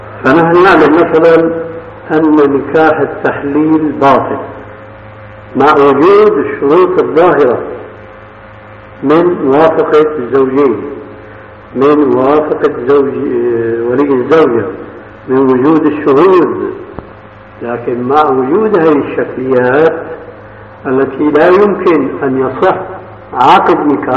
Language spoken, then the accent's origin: Arabic; Syria; فهو كاسم الستار الذي يتسمى به بعض الناس عندنا في سوريا